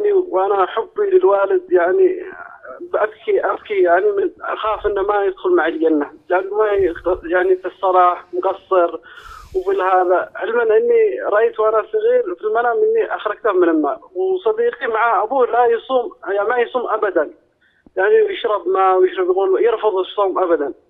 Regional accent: Yemen; now in Saudi Arabia; أنا يمني هنا مقيم في السعودية

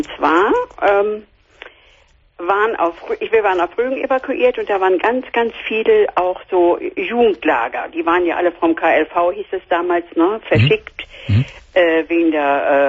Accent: Szczecin, West Pomeranian Voivodeship, Poland; Ja, wir sind am Wasser. Ich, wie gesagt, ich bin ja aus Stettin.

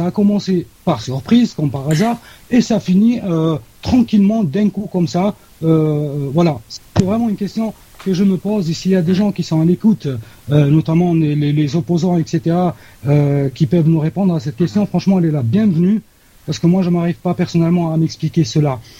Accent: Algeria; Ça, c'est une question que, en tant qu'Algérien, je me pose toujours

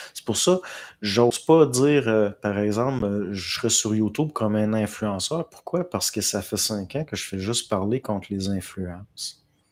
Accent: Quebec, Canada; En tout cas, je viens de Charlevoix. T'es peut-être un petit cousin de loin.

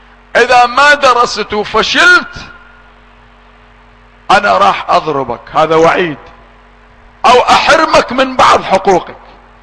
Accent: Iraq; اولادنا يدرسوها عندنا، عندنا في العراق في مدارسنا

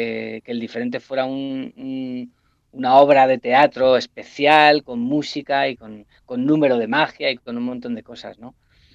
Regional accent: Valdeluz, Castilla-La Mancha, Spain; el sábado actuamos en Valdeluz, que es mi pueblo

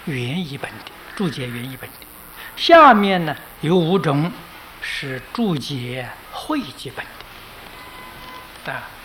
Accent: China; 比我们中国人著述的要多得多了啊

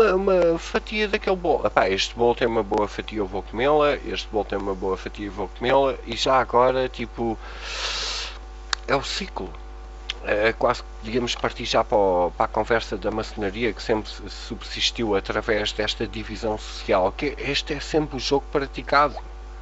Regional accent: Portugal; mesmo sendo portugueses e gostarmos de Portugal

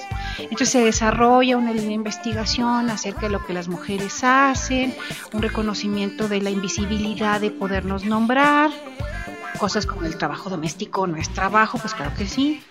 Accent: Mexico; el gasolinazo nos hace pensar en quiénes somos como mexicanos

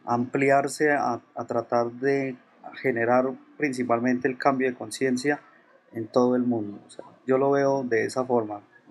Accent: Colombia; yo creo que todos los que estamos aquí, o por lo menos los que estamos acá, que somos colombianos

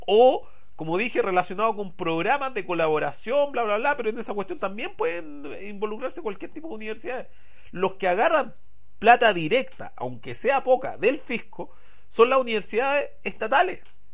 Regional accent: Santiago, Santiago Metropolitan Region, Chile; como somos santiaguinos y para pensar en Chile, no somos chilenos para pensar, sino que somos santiaguinos para pensar

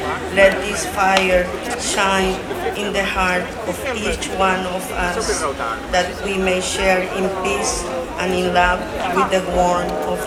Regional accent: Chile; English is a second language; I come from Chile. I am of mixed blood, Mapuche and Chilean

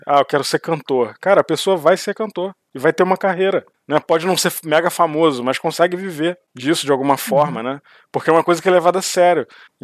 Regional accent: Brazil; tô dando um exemplo do Brasil, porque foi onde eu cresci.

